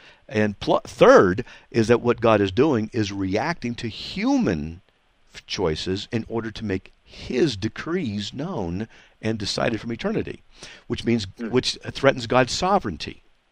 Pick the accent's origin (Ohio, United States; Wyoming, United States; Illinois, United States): Wyoming, United States; born there; That's right, because I was born in Wyoming.